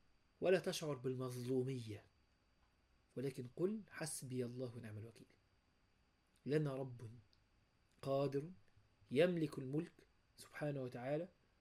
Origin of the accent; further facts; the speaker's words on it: Egypt; ممكن ده مش عندنا في مصر